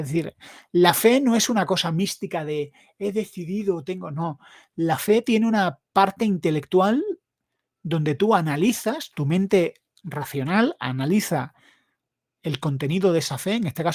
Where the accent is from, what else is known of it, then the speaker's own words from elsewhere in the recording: Granada, Andalusia, Spain; Para más, pero es que soy de Granada.